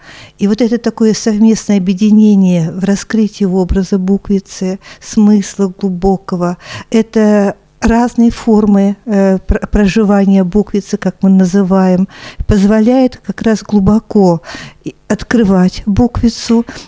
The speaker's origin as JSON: {"language": "Russian", "town": "Zhigulyovsk", "region": "Samara Oblast", "country": "Russia", "said": "Я из Самарской Луки, из города Жигулевска, Тольятти, Самара"}